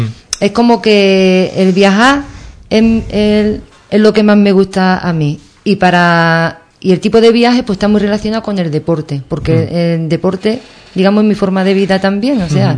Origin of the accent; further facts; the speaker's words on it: Ubrique, Andalusia, Spain; now in Cádiz, Spain; vivo en Cádiz, yo nunca, cuando voy por ahí, me preguntan dónde eres. Siempre digo, soy de Ubrique. O sea, que es que yo no puedo perder ni quiero mis raíces, porque yo me siento muy orgullosa de ser ubriqueña